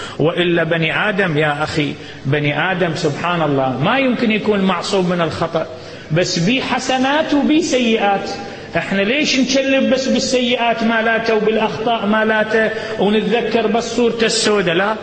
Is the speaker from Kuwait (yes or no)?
no; Iraq; عندنا في العراق اتطلقوا يوم الأحد